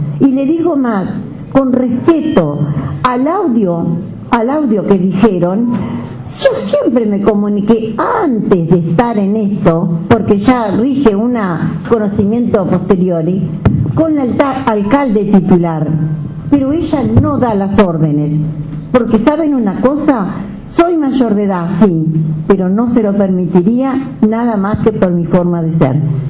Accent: Merinos, Paysandú, Uruguay; estuvo trabajando vialidad en mi pueblo, en Merinos

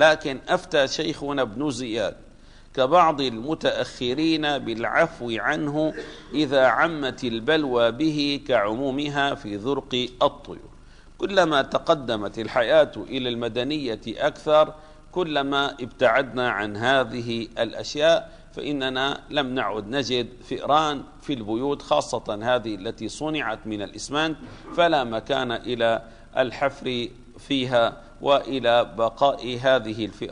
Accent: Damascus, Damascus Governorate, Syria; ما زال بعض المساجد عندنا في دمشق يوجد فيها طيور

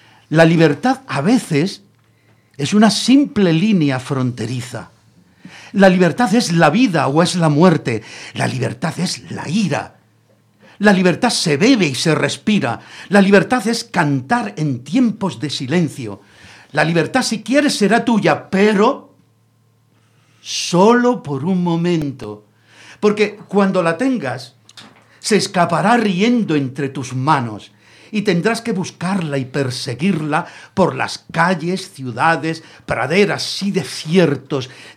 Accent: Granada, Andalusia, Spain; moved away; yo soy de Granada, aunque llevo aquí ya 50 años, pero yo nací en Granada.

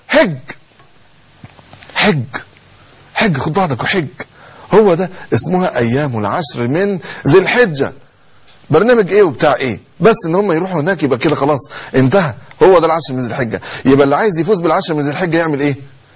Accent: Egypt; احنا عندنا مشكلة كمصريين

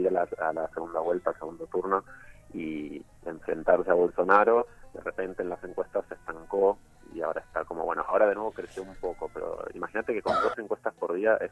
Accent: Argentina; now in Brazil; soy argentino, pero vivo hace cinco años en Brasil.

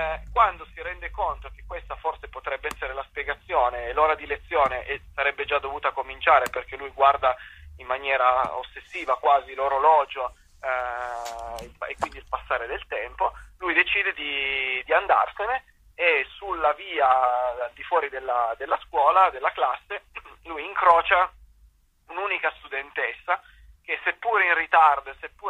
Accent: Turin, Piedmont, Italy; io sono di Torino

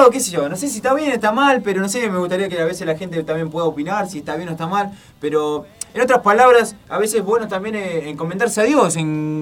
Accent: Argentina; como argentino

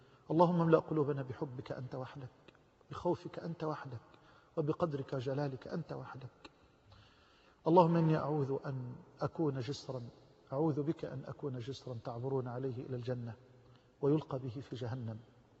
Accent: Egypt; واجعل بلدنا مصر واحة للأمن والأمان

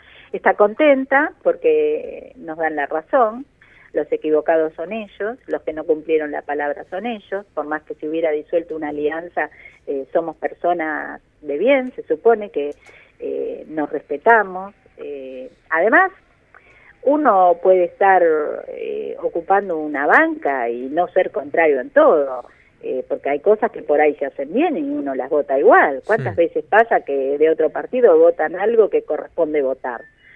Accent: Argentina; en principio soy ciudadana argentina

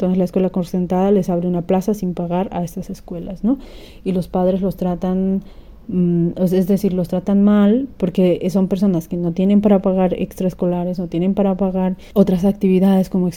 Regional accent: Bolivia; now in Barcelona, Spain; Yo soy de Bolivia, tengo un hijo de 8 años actualmente. Él está escolarizado y vivimos en Barcelona.

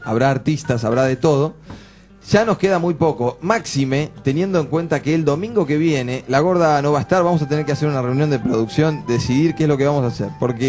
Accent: Uruguay; Y como nosotros somos uruguayos todos.

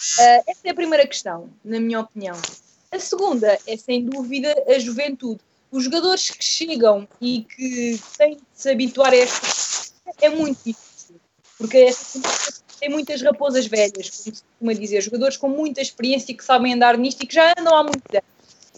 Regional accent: Alcochete, Setúbal, Portugal; Eu costumo acompanhar porque também sou de Alcochete

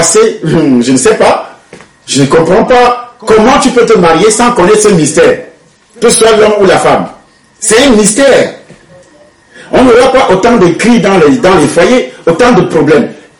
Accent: Cameroon; je parle du Cameroun puisque je suis camerounais

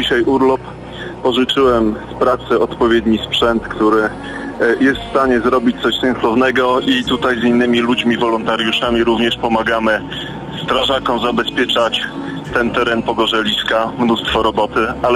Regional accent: Podlasie, Poland; bo ja jestem z Podlasia, ale nie spodziewałem się, nie miałem pojęcia, jakie to jest piękne

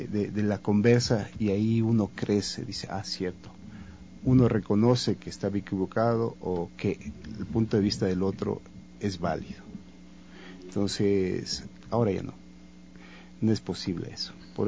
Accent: Cuenca, Azuay, Ecuador; yo no soy de aquí, yo soy de la Suay, yo soy cuencano

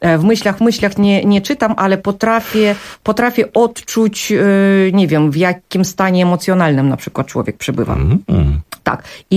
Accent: South Korea; Ja jako rodowita Koranka przerobiłam to powiedzenie właśnie na ten swój koreański sposób.

